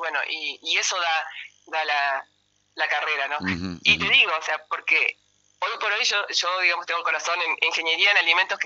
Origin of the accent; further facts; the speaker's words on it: Gualeguaychú, Entre Ríos, Argentina; cuando yo me vine a estudiar acá, yo soy de Gualeguaychú